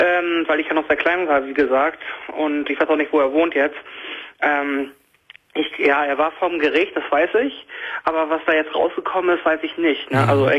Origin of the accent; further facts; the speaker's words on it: Schleswig-Holstein, Germany; Ich komme eigentlich aus Schleswig-Holstein, deswegen finde ich deine Radiosendung nicht.